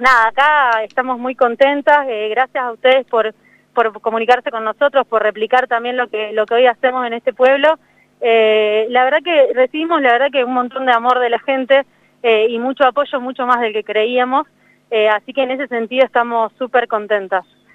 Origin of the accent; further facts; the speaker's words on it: Ingeniero Luiggi, La Pampa, Argentina; born there; now in Río Negro, Argentina; yo soy nacida acá en Ingeniero Luigi, hace unos años que vivo en Río Negro, soy médica.